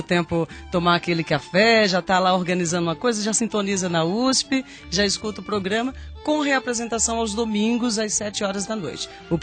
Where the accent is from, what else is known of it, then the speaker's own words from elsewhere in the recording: Paraíba, Brazil; also born or lived in Campina Grande / João Pessoa; now in São Carlos, Brazil; quando morava em Campina Grande, eu sou paraibana, né?